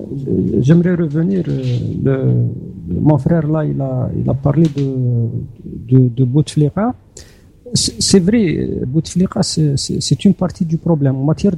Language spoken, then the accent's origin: French; Chlef, Chlef Province, Algeria; Moi, je suis de Chlef, j'habite à Chlef.